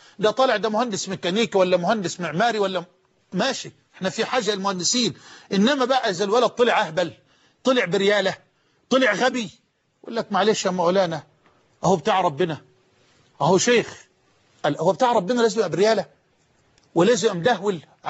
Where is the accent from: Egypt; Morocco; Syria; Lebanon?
Egypt; Damuh; في قريتنا المتواضعة الحبيبة قرية دموه. كنت في الكتاب عند الشيخ مصباح رحمه الله قد حفظت القرآن وأنا في 8 من عمري